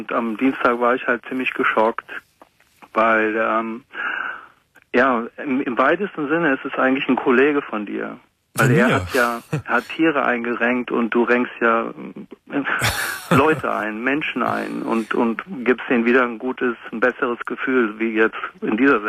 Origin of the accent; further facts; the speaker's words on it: Münster, North Rhine-Westphalia, Germany; Ich bin aus Münster in Westfalen.